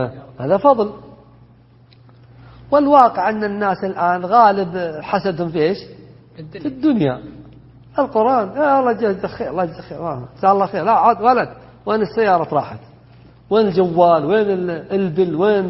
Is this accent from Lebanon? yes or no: no; Najd, Saudi Arabia; بينما عندنا في نجد انحتة احذفه هكذا